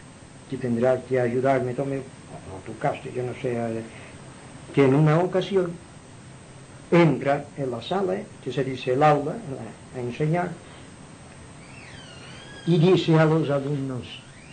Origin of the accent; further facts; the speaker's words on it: Inca, Balearic Islands, Spain; yo siempre he sido un poco más del equipo de mi pueblo